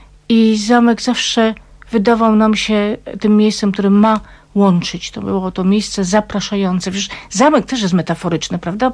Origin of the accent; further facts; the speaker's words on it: Silesian Voivodeship, Poland; rzeką mojego dzieciństwa nie była Olza, ale Puńcówka.